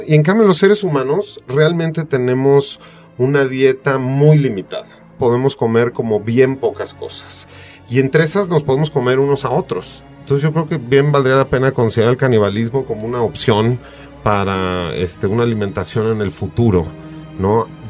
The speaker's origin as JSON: {"language": "Spanish", "country": "Mexico", "said": "podemos bien fácil como mexicanos apropiarnos del canibalismo como algo históricamente relacionado con nosotros."}